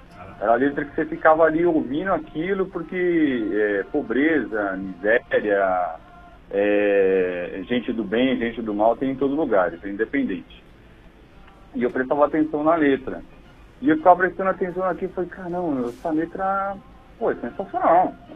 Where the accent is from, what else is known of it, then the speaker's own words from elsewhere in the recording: Paraná, Brazil; moved away as an adult; now in São Paulo, Brazil; eu venho do interior. Eu sou do interior do Paraná e vim para São Paulo com 18 anos.